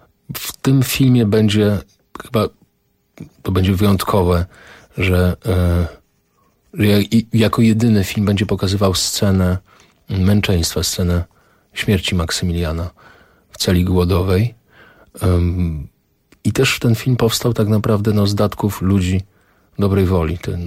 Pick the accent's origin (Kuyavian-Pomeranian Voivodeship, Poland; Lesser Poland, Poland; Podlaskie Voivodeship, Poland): Lesser Poland, Poland; Tarnów; ten transport 21 czerwca 1941 wyruszył z mojego rodzinnego miasta, z Tarnowa.